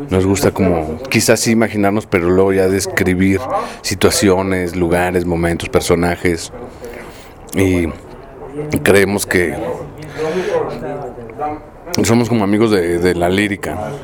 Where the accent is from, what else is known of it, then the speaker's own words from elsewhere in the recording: Mexico; como los mexicanos no hay nadie, no porque seamos muy chidos o menos chidos